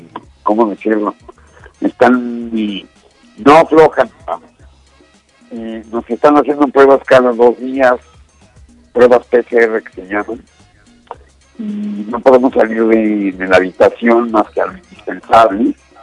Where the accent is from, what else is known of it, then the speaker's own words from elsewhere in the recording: Mexico; para nosotros estar en el Oscar como mexicanos, bueno, como latinoamericanos que somos todos